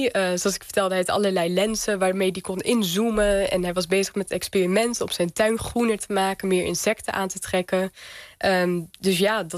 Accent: Lelystad, Flevoland, Netherlands; Ik groeide op in Lelystad, in Flevoland, de polder. Dus eigenlijk allemaal door de mens gemaakte natuur.

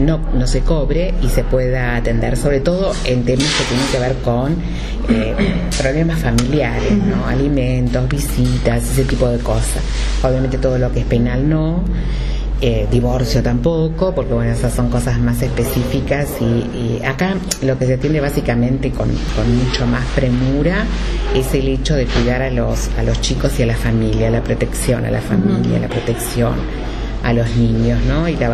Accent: José C. Paz, Buenos Aires Province, Argentina; Y la gente de José C. Paz siempre apoyó la lucha. Entonces para mí es una manera de devolverle a mi pueblo que me apoyó

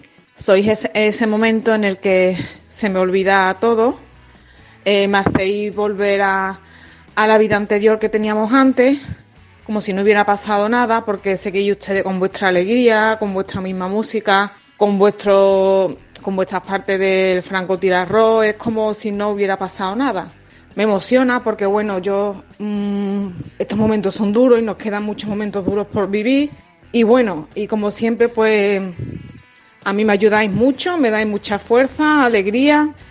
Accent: Seville, Andalusia, Spain; de Sevilla.

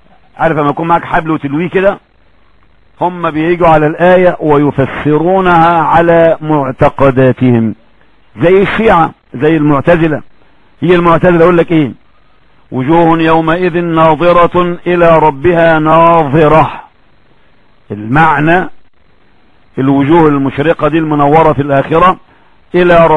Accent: Egypt; عندنا في مصر فرق كثيرة جدا بس ما لهمش تفسير.

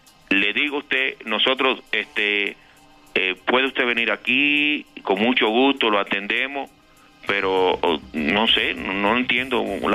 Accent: Cuba; yo soy extranjero, yo soy cubano.

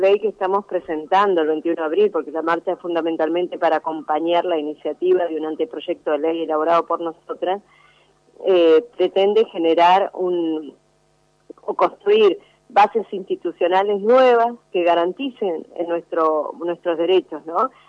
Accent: Chubut, Argentina; yo vengo de la provincia de Chubut, de la cordillera

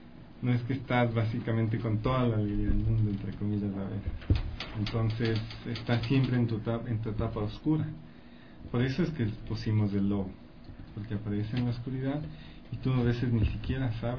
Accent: Ecuador; lo que nosotros como ecuatorianos, lo que más nos representa.

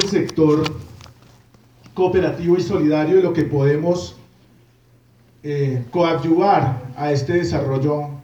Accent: Colombia; como colombianos estamos siempre a mirar la ley

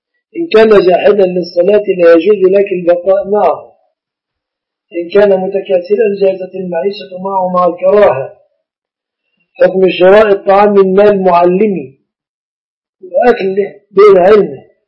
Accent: Egypt; كيف الزواج العرفي له صورتان في بلادنا مصر

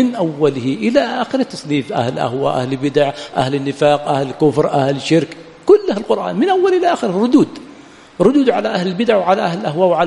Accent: Yemen; بخلاف عندنا في اليمن ينزل المطر يبقى شهرا ما في مصارف له

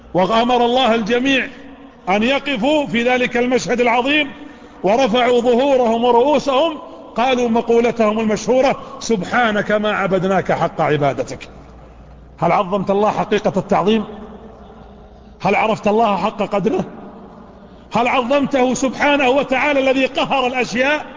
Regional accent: Saudi Arabia; هي ليست عندنا في السعودية لكنها موجودة في خارج المملكة

